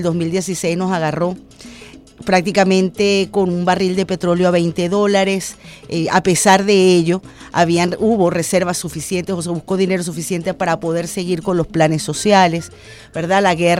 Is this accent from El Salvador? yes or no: no; Venezuela; todos los venezolanos, en el fondo todos los venezolanos, sin distingo de posturas políticas